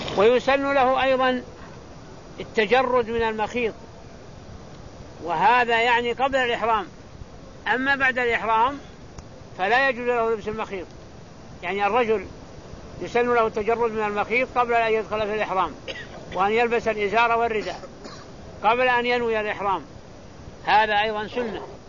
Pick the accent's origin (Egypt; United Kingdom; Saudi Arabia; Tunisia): Saudi Arabia; Najd; يسمى الزرابيل عندنا في نجد يسميها زربولة